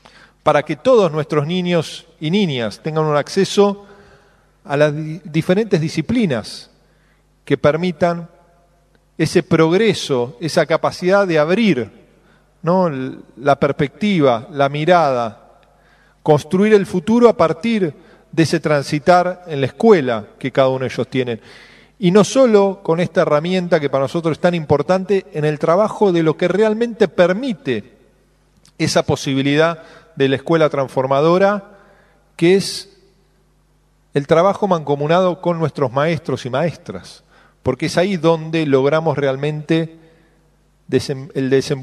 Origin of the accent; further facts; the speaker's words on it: Argentina; no solo como una cultura milenaria en nuestro país, como argentinos, argentinas